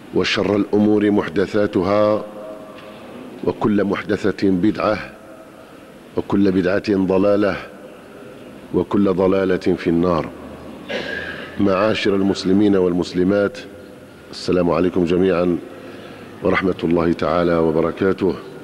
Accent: Algeria; كجزائريين وكبشر. لأن الذي يحصل في الجزائر الآن في الحقيقة أصبح أضحوك في العالم

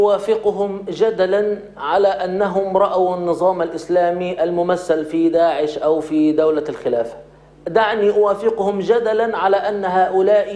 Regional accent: Egypt; أنا باعتباري مصري سأتكلم الآن عن مصر

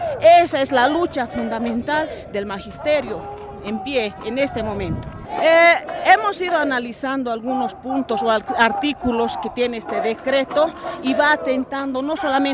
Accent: Bolivia; Entonces nosotros como bolivianos tenemos que luchar

